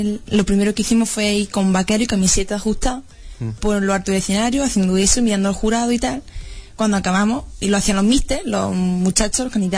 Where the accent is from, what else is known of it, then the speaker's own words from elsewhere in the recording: Jódar, Andalusia, Spain; Pues eso me da mucho orgullo para mi pueblo, sobre todo.